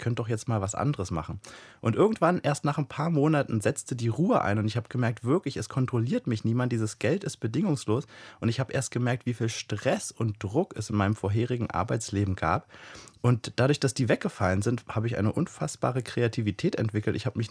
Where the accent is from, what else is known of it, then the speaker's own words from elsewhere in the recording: East Germany, Germany; born there; ich bin in der DDR geboren und meine Eltern mussten, ich bin ja erst 31, mussten nach der Wende ganz schön ackern, um im Kapitalismus anzukommen